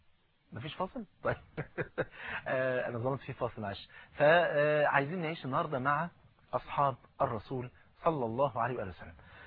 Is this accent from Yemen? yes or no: no; Egypt; وزي ما بيقولوا المثل عندنا في مصر